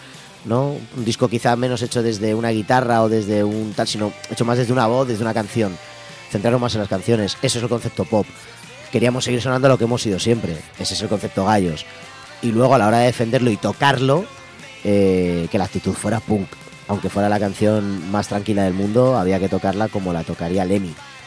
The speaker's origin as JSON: {"language": "Spanish", "town": "Madrid", "region": "Community of Madrid", "country": "Spain", "said": "Yo soy de Aluche, nosotros vivimos en Aluche"}